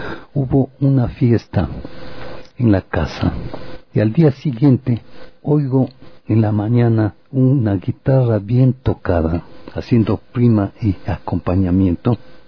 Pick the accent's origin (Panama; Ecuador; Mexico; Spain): Ecuador; ¿De dónde eres? Del Ecuador. Digo, frontera con Colombia.